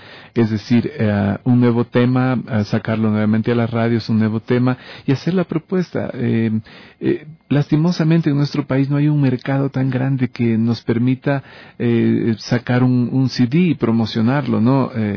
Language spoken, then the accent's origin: Spanish; Loja, Ecuador; somos ecuatorianos … de Loja y mi esposa Flor de Oro, ella es de Esmeraldas